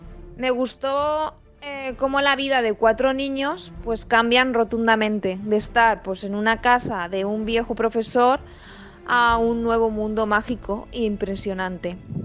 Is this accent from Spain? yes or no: yes; Valencia, Valencian Community, Spain; born there; now in Benaguasil, Spain; nací en Valencia en el año 1979. Estudié en Manises y acabé la EGB en el año 1994. Más tarde me saqué el título de auxiliar de infantil y resido en Benaguacil.